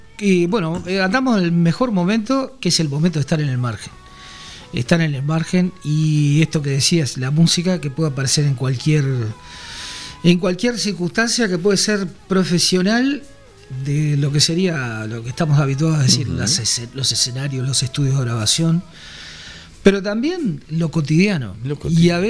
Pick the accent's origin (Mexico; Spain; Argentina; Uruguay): Uruguay; o yo particularmente más cercano quizás como uruguayo, a la música cubana, a la música panameña, y no hacia Puerto Rico?